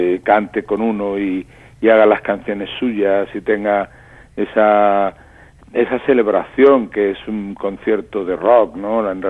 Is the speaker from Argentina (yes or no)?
no; Granada, Andalusia, Spain; moved away; cogí un tren y me fui de Granada a Madrid a grabar discos